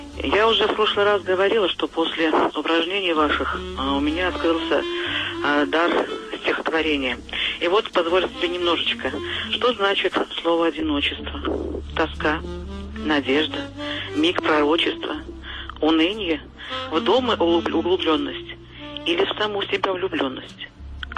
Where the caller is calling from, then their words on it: Cheboksary, Chuvashia, Russia; Я вам звоню из Чебоксар второй раз.